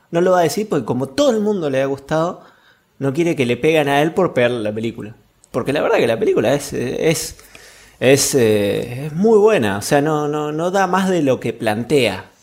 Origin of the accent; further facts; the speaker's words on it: Allen, Río Negro, Argentina; now in Neuquén, Argentina; soy originalmente de Río Negro, soy nacido y criado en la ciudad de Allen, donde se vende la merca más rica de todo el Alto Valle